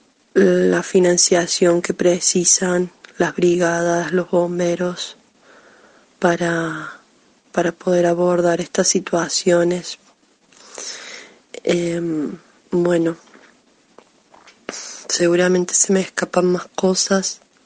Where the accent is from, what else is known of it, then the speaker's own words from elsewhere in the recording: Cuesta Blanca, Córdoba, Argentina; de Barrio Comechingones, de la comuna de Cuesta Blanca.